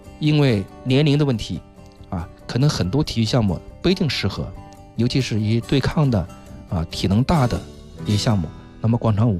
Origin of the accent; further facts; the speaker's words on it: China; 所以说适合了我们中国人这种民族的一种这种爱热闹的一种情节